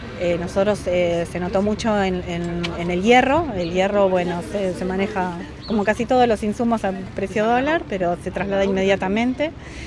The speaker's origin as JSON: {"language": "Spanish", "town": "Mar del Plata", "region": "Buenos Aires Province", "country": "Argentina", "said": "Bueno, vinimos en familia esta vez, somos de Mar del Plata."}